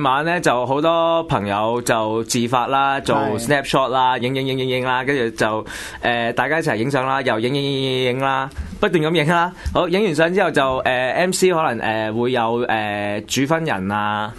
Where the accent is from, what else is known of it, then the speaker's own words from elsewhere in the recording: Hong Kong; 以我香港人啦，香港即係南中國啦，當中國人啦、華人啦